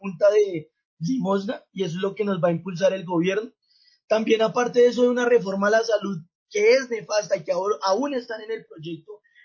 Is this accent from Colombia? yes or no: yes; Colombia; Entonces nosotros como colombianos nos van a sumergir otra vez a una guerra